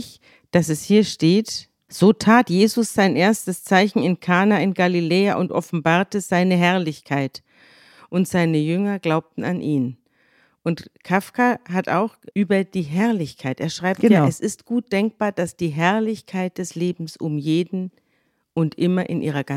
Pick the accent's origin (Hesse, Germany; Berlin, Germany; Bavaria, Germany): Bavaria, Germany; Munich; In München, da hat man das alles nicht so bitter ernst genommen